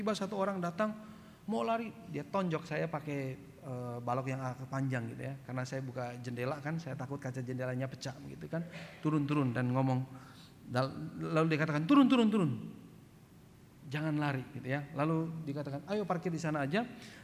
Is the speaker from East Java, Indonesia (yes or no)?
no; East Nusa Tenggara, Indonesia; Saya juga orang timur. Saya orang Flores